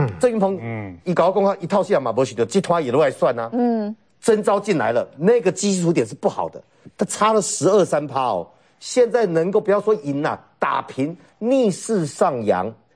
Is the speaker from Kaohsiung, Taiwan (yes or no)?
no; Taoyuan, Taiwan; 我以前小时候在桃园长大的，桃园年轻人很多了